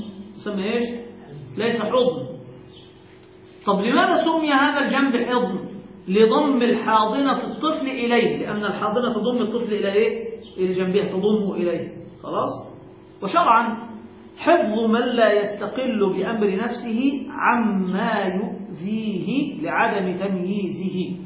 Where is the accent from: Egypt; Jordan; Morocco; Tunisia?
Egypt; وهذا المعتاد عندنا في مصر بهذه الصورة